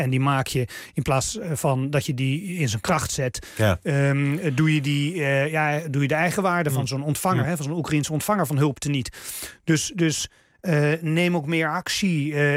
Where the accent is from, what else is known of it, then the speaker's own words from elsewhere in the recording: Netherlands; En dat is iets wat we ons als Nederlanders prima kunnen voorloven.